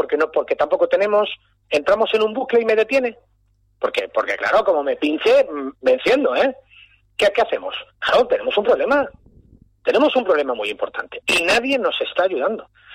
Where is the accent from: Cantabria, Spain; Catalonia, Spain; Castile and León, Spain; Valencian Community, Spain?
Valencian Community, Spain; Valencia; lo de Che, es que soy valenciano, ya sabe que nos llaman los Ches, desde Valencia.